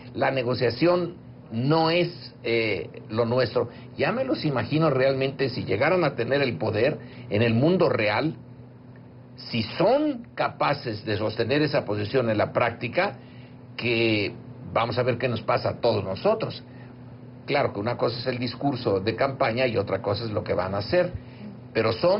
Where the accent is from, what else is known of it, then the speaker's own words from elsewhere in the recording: Mexico; Esa sí es una de las partes que como mexicanos